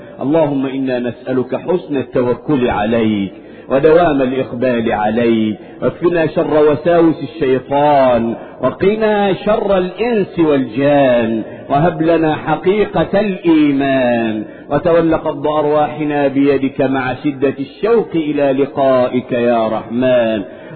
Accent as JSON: {"language": "Arabic", "country": "Egypt", "said": "اللهم احفظ بلادنا مصر من كل مكروه وسوء"}